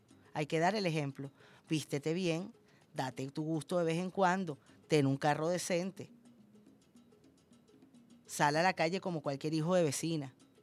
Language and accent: Spanish; Venezuela; Yo sí soy venezolano.